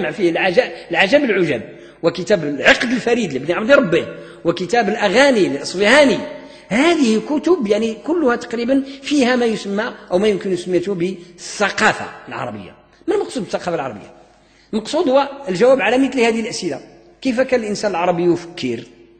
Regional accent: Morocco; في العصور المتأخرة من تاريخ التعليم عندنا في المغرب الناس هجروا الأدب

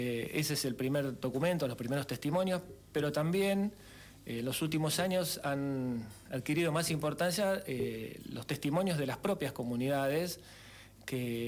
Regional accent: Chubut, Argentina; also born or lived in Buenos Aires; now in Carpintería, Argentina; Sí, hace 2 años y medio ya vivo en Carpintería. Antes estuve viviendo muchos años en Buenos Aires y antes en Chubut, que es de donde soy.

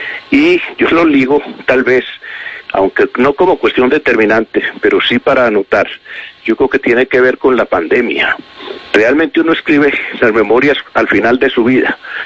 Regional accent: Medellín, Antioquia, Colombia; born there; Medellín tenía, imagínese usted, 200.000 habitantes. Yo nací en Medellín. Colombia tenía 8 millones de habitantes.

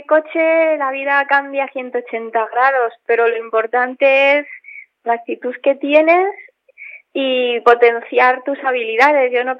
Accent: Spain; Barcelona, por ser las primeras, por ser en mi país

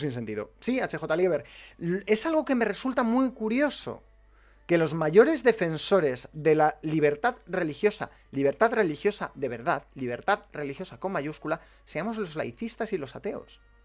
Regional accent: Spain; Soy español y me adscribo a ese artículo de la libertad de expresión.

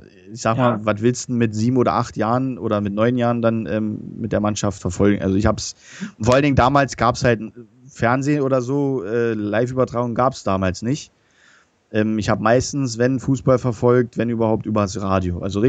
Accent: Berlin, Germany; weil wir haben in Berlin gewohnt, weißt du, ich bin ja ein Berliner, verstehst du, ich bin Berliner.

